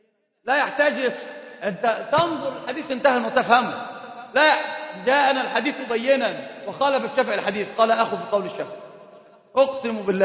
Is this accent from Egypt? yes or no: yes; Egypt; وطبعا عندنا في مصر مشهورة جدا علقها في رقبة عالم